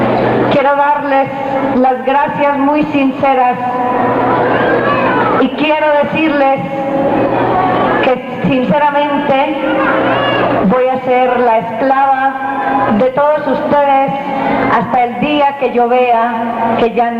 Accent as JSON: {"language": "Spanish", "country": "Colombia", "said": "pero como colombiana y masoquista que soy, deseo sufrir parejo con ustedes"}